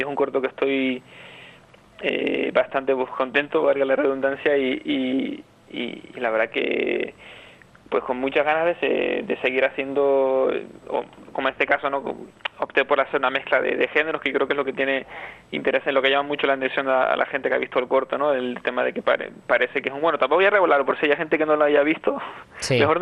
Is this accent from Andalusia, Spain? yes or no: no; La Orotava, Canary Islands, Spain; casi que el 80% está hecho en la Orotava, o sea, todo lo que es el comienzo, la iglesia es la iglesia de la Concepción, que es la iglesia de mi pueblo